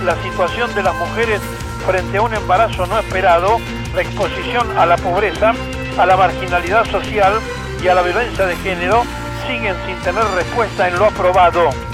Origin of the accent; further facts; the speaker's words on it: Argentina; Nos duele como argentinos esta decisión